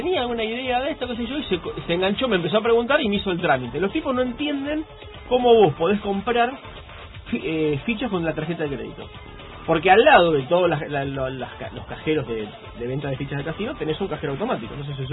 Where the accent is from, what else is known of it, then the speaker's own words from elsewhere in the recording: Argentina; porque en mi país